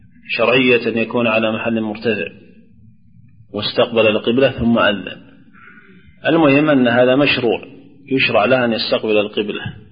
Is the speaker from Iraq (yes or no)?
no; Najd, Saudi Arabia; لكن لو أذن شمال ولا جنوب عندنا في نجد يصلح